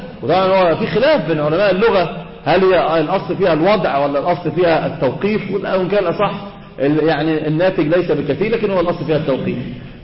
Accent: Egypt; اللي هو كما يقولون كده عندنا في مصر الشيء لزوم الشيء

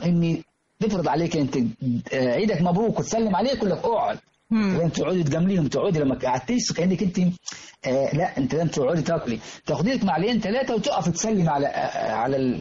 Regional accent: Minya Governorate, Egypt; لازم كل بيت في البادية عندنا في المنيا بالتحديد تجهز الست البدوية أكلتها

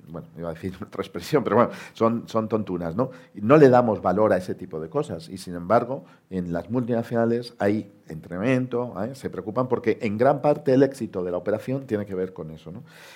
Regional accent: Spain; pues un porcentaje altísimo, pues somos españoles que estamos en la sede corporativa de nuestra corporación

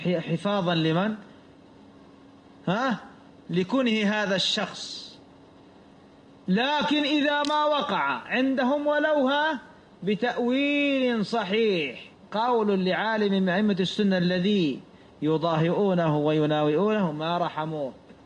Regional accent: Saudi Arabia; والتبليغ عندنا في السعودية

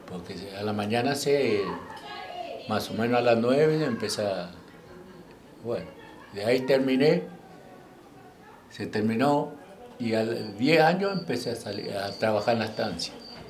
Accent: Corrientes, Argentina; No dije de qué provincia, ¿no? Nací en el 49, soy correntino.

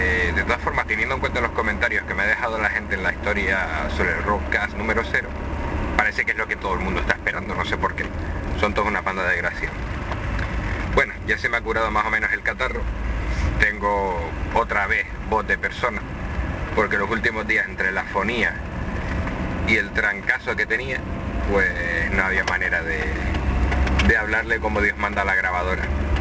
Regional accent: Canary Islands, Spain; accent: Canarian; Evidentemente tengo acento canario. A más de uno le costará seguir según qué palabras cuando la diga, sobre todo palabras que tengan Z. Y sobre todo por la costumbre que tenemos los canarios de arrastrar las S, más en Gran Canaria incluso, y de aspirar las H.

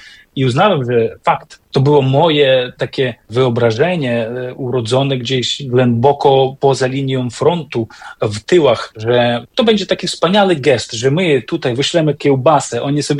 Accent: Beskid Niski, Poland; pochodzę z takiego górskiego kraju, można powiedzieć z Beskidu Niskiego, gdzie są bardzo mocne takie domowe, religijne i kulinarne, co ważne, tradycje związane z Wielkanocą

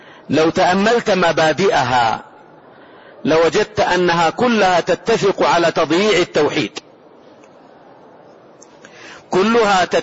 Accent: Saudi Arabia; هذه البلاد، بلادنا المملكة العربية السعودية

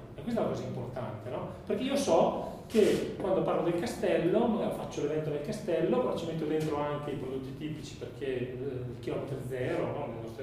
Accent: Trento, Trentino-Alto Adige, Italy; io sono di Trento, io sono andato a vedere il castello del Buon Consiglio alle elementari

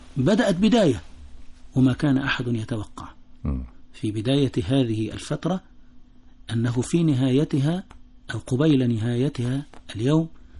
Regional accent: Egypt; لها مردود أنها وفرت لي كمصري شيء مما أستحقه في هذه الحياة

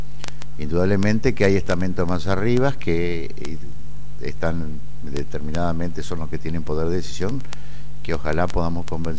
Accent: Entre Ríos, Argentina; yo soy productor ganadero de Entre Ríos. Mi campo está en el sureste, suroeste de la provincia de Paraná, 60 kilómetros al sur, en la localidad de Ramírez. Y bueno, de vieja raigambre ganadera.

